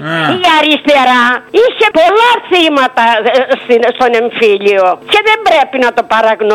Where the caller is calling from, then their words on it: Athens, Attica, Greece; από Αθήνα.